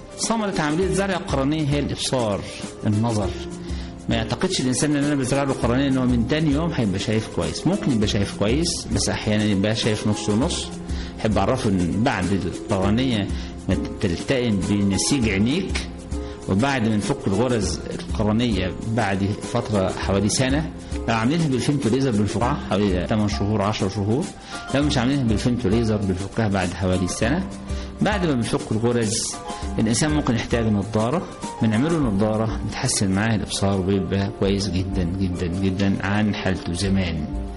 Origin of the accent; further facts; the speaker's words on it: Egypt; إحنا نتمنى أن يكون عندنا في مصر بنوك للأنسجة وبنك للقرنية